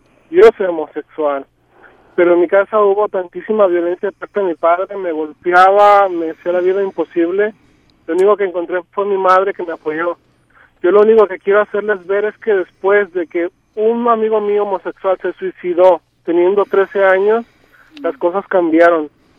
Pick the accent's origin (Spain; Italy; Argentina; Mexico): Italy; Rome, Lazio; Yo tengo dos posgrados en una universidad de Italia. Yo vengo de Roma. Yo hablo 5 idiomas diferentes.